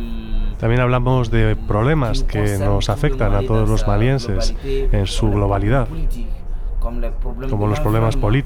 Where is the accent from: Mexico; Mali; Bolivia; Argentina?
Mali; Timbuktu, Tombouctou Region; Los otros componentes del grupo son de Gao. Yo soy de Tombuctú. Somos todos del norte de Mali